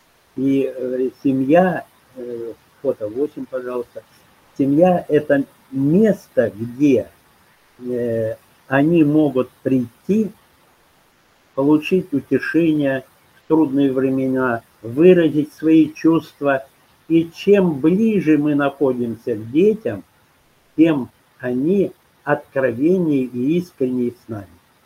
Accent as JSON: {"language": "Russian", "region": "Siberia", "country": "Russia", "tie": "born or raised there", "also_born_or_lived": "Kyiv", "moved": "yes", "said": "даже живя в Киеве, а мы там жили 4 года, мы из Киева ехали в отпуск в Сибирь, к своим родителям, в свои родные места."}